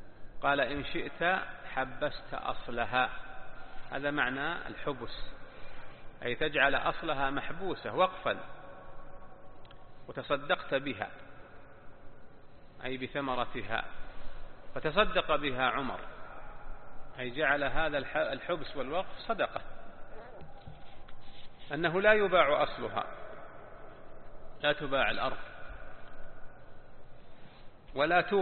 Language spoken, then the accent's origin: Arabic; Najd, Saudi Arabia; تسمى عندنا في نجد وصايا وصية